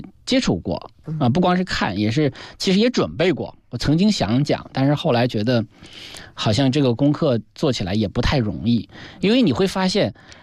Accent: Xunke County, Heilongjiang, China; 因为我是黑龙江人，我生在中俄边境。就是黑龙江边儿，就是我倒不是挨着边儿，我舅舅家是在黑龙江边儿，是标准的黑龙江边儿。我们那个县叫逊克县

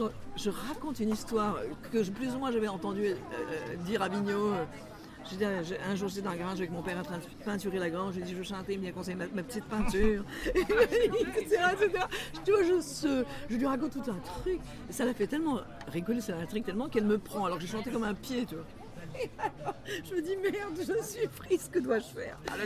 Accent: Quebec, Canada; accent: Québécois; J'ai dit à Mireille, je pourrais pas arrêter d'être québécoise, j'aurais perdu mon accent.

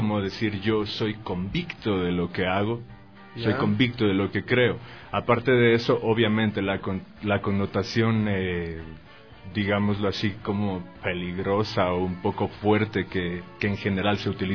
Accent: Quito, Pichincha, Ecuador; Soy el vocalista de … orgullosamente Quito, Ecuador.

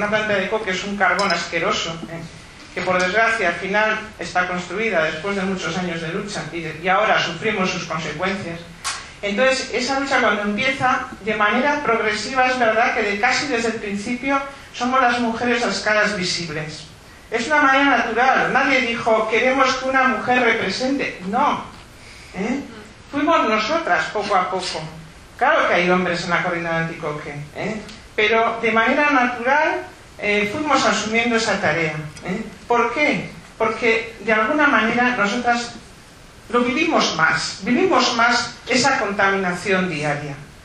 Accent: Muskiz, Basque Country, Spain; Bueno, yo vengo de Muskiz a Abanto Ciérvana, Meatzaldea, ¿eh?

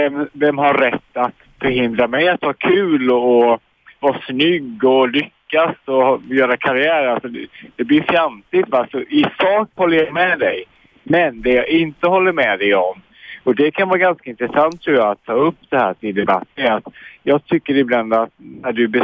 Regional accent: Jönköping, Jönköping County, Sweden; now in Stockholm, Sweden; Nej, i Jönköping. Utanför Jönköping.

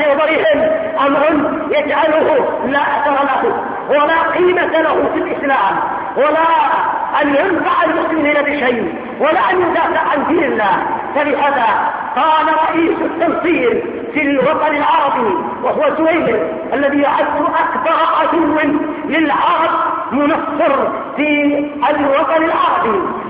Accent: Yemen; بالنسبة عندنا في اليمن القاف ضيع المسلمين،

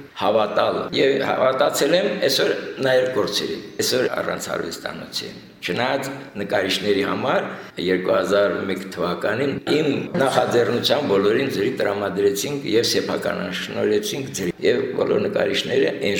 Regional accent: Stepanakert, Nagorno-Karabakh, Azerbaijan; Ասացիք արդեն, ծնվել եմ Ստեփանակերտում, 7 տարեկանից հաճախեցի Ստեփանակերտին նորաբաց գիշերօթիկ դպրոց։

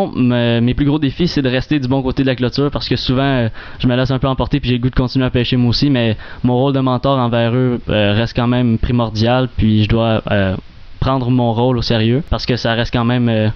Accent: Vaudreuil, Quebec, Canada; Moi, je viens de Vaudreuil.

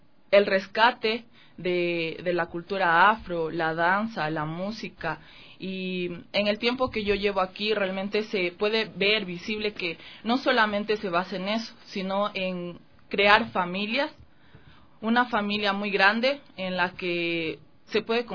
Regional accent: Quito, Pichincha, Ecuador; Y, bueno, mis papás son de Ibarra, pero yo nací aquí en Quito.

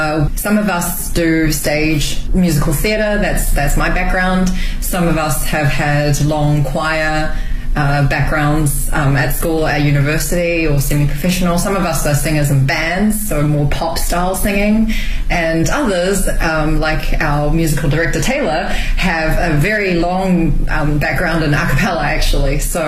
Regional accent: Auckland, New Zealand; now in Beijing, China; I'm from Auckland, New Zealand.

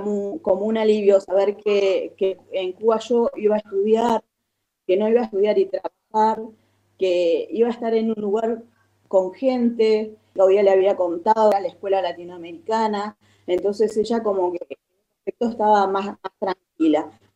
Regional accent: El Bolsón, Río Negro, Argentina; Y regreso a Bolsón, que es de donde soy.

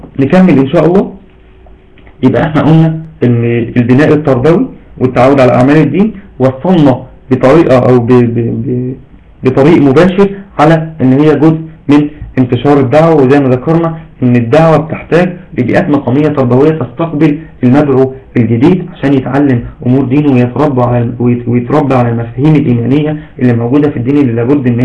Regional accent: Egypt; بس دايما عندنا في مصر بيقولوا تعرف فلان

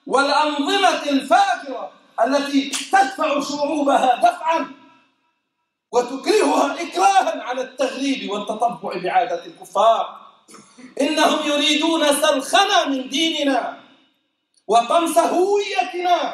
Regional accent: Jordan; لما يروج له في بلدنا الأردن

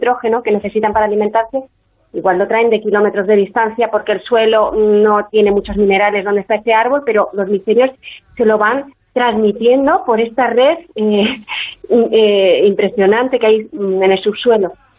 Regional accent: Quebec, Canada; yo nací en Canadá y entonces yo soy hija de padres de padres españoles que estaban en Canadá.

